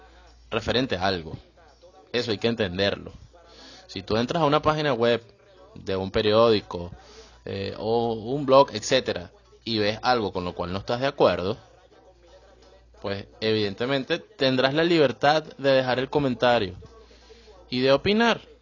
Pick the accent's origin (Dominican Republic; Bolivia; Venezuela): Venezuela; moved away; me incluyo porque soy venezolano